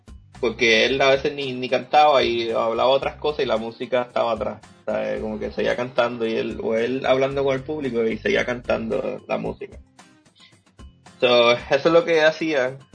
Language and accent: Spanish; Carolina, Puerto Rico; La soy de Carolina y embrace mi raíz.